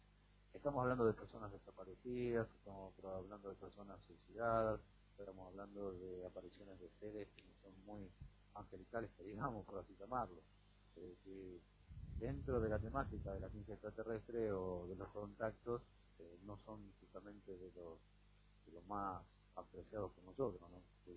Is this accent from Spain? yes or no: no; Argentina; Como no tenemos dos, y yo soy argentino, hubiese preferido de que ese hospital esté atendiendo